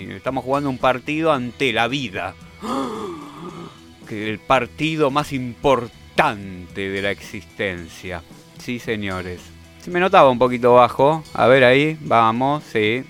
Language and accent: Spanish; Argentina; ¿Que de dónde sos? Yo soy argentino.